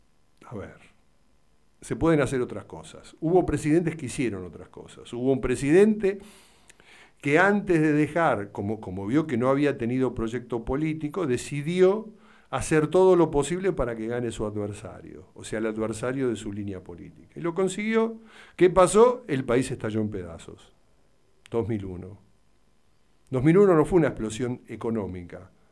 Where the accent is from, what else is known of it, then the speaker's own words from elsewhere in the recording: Argentina; todos nos respetamos como ciudadanos, como argentinos.